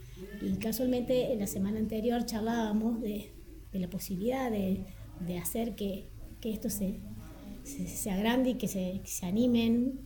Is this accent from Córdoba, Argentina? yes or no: yes; La Carlota, Córdoba, Argentina; yo soy de La Carlota